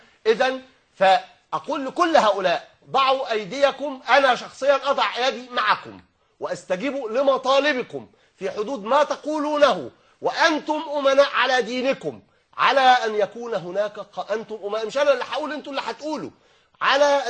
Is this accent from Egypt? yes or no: yes; Egypt; انا لا اتحدث هنا كمسلم بل اتحدث كمصري